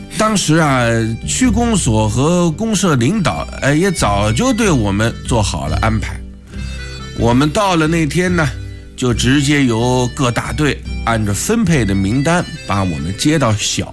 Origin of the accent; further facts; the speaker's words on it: Wuhan, Hubei, China; 我们武汉人都是蜂窝煤炉子上啊，用钢筋锅做饭